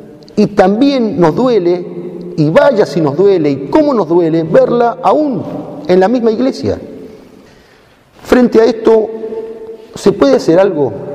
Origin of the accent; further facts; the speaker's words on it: Argentina; Cabe preguntarnos si como argentinos amamos a esta tierra de plata